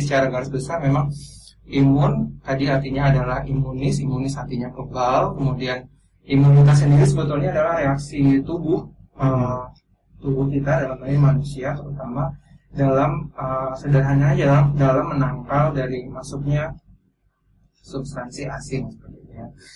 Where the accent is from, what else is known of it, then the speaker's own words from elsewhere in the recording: Pekanbaru, Riau, Indonesia; now in Yogyakarta, Indonesia; Saya aslinya dari Pekanbaru.